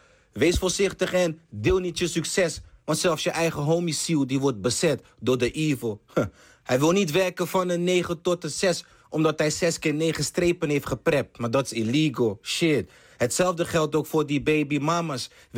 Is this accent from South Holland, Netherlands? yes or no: yes; Rotterdam, South Holland, Netherlands; born there; ik ben geboren in Rotterdam.